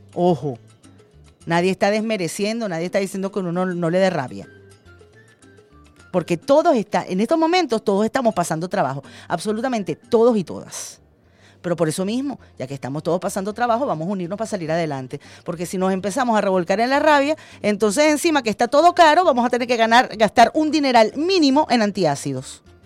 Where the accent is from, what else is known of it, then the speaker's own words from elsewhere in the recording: Venezuela; vamos a unirnos como venezolanos y como venezolanas.